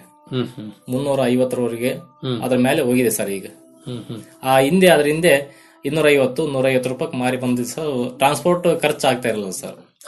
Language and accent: Kannada; Ampapattana, Karnataka, India; ನಮ್ಮೂರಲ್ಲಿ ಇಡೀ ಊರಲ್ಲಿ ಸೇರಿ 6 ಜನ ಇದ್ವಿ ಸರ್. ನಾವು ಇಡೀ ಅಂಪಾಪಟ್ಟಣದಲ್ಲಿ 6 ಜನ ಇದ್ವಿ ರೇಷ್ಮೆ ಬೆಳೆಗಾರರು.